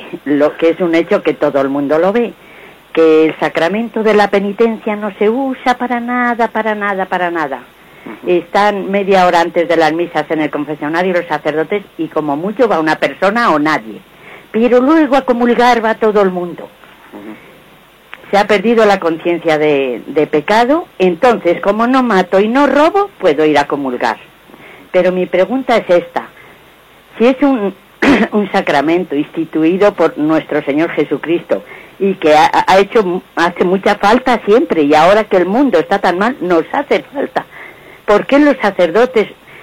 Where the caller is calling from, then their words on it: Madrid, Community of Madrid, Spain; de Madrid.